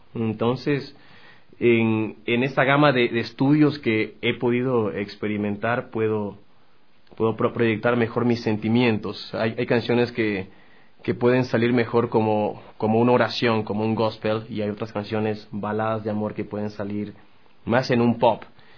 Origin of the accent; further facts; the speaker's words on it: Galápagos, Ecuador; now in Quito, Ecuador; me salí de Galápagos, me fui a estudiar a México, regresé a Ecuador, pasé por Cuenca, aprendí a cantar y vine a Quito.